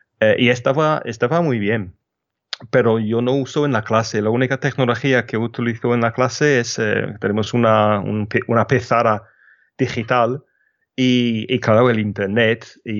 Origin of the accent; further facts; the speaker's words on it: England, United Kingdom; accent: English; Spanish is a second language; escuchas un inglés hablando muy mal español, pero tengo un acento inglés porque soy inglés y es parte de quién soy.